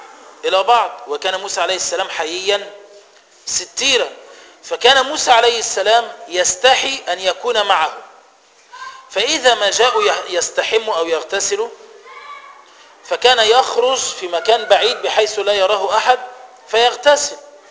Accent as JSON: {"language": "Arabic", "country": "Egypt", "said": "زي إحنا كمصريين لما نيجي نتكلم مع بعض بنفهم بعض"}